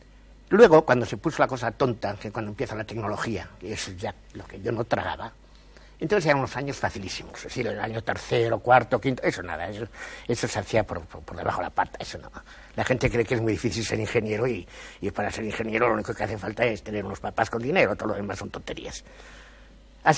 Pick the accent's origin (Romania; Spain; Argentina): Spain; Basque Country; first language Basque; Spanish is a second language; Bueno, yo de niño no hablaba el castellano, hablaba el euskera.